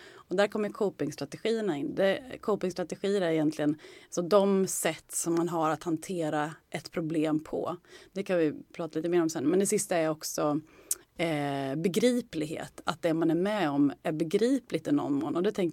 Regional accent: Skärblacka, Östergötland, Sweden; Jag kommer från Norrköping, eller Skärblacka egentligen, en liten håla utanför Norrköping.

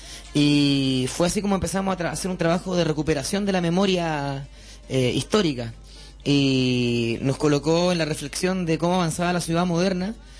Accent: Chile; Nosotros venimos desde Chile

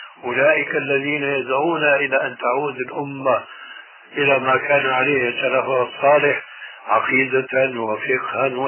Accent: Syria; يقولوا عندنا في سوريا عزيز بدون قيام

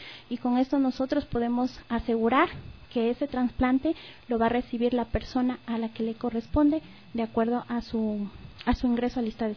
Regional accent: Ecuador; nosotros como personas, como ser humanos, como ecuatorianas y ecuatorianos

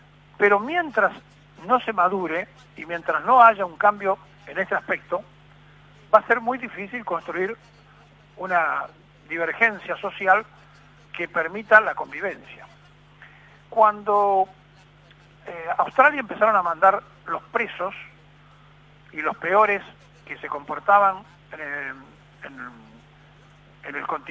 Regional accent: Argentina; para hacer ver que nosotros somos argentinos y que hacemos lo que queremos

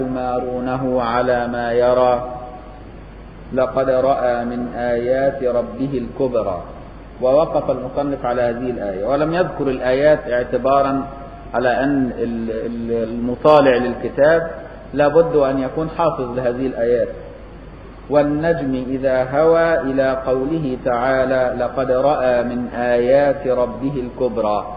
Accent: Egypt; اللي مدفونة هنا في ميدان السيدة عائشة عندنا في مصر

